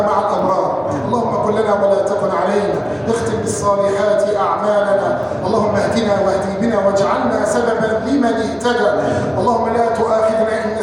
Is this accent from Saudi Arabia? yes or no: no; Egypt; احفظ بلادنا مصر وسائر بلاد المسلمين